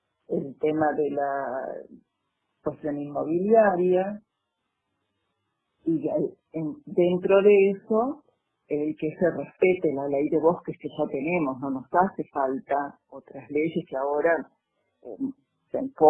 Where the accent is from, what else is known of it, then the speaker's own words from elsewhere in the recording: Córdoba, Argentina; also born or lived in La Plata; yo soy cordobesa, pero viví 30 años acá, viviendo, trabajando, estudiando, y después fui a seguir viviendo más de 30 años en La Plata, y hace 2 años y medio que he venido otra vez a la provincia de Córdoba, y el lugar que he elegido para vivir es este, es Agua de Oro.